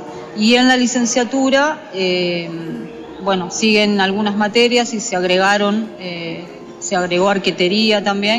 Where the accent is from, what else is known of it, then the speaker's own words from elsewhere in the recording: Buenos Aires, Argentina; moved away as an adult; y estudiaba con maestro ruso Dmitry Rodnoy ahí en Villa Crespo, yo soy de Buenos Aires. Bueno, hace 15 años que estoy viviendo acá en la provincia y bueno, ya me quedé, pero yo comencé estudiando en Villa Crespo